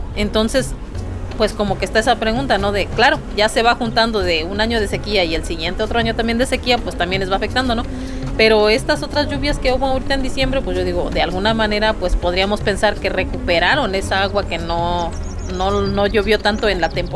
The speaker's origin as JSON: {"language": "Spanish", "town": "Ciénega de Juana Ruiz", "region": "Guanajuato", "country": "Mexico", "said": "soy de Ciénega de Juana Ruiz, municipio de San Miguel de Allende."}